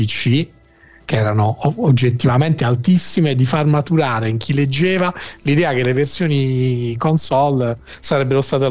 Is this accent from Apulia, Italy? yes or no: yes; Bari, Apulia, Italy; Io sono originario di Bari.